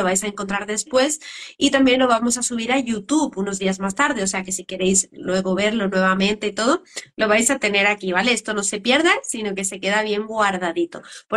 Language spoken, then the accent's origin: Spanish; Seville, Andalusia, Spain; Yo de Andalucía, soy de Sevilla.